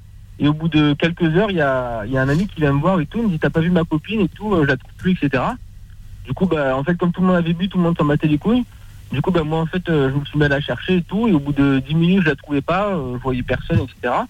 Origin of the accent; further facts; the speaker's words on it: Dieppe, Normandy, France; born there; je suis né à Dieppe, c'est au-dessus, quoi.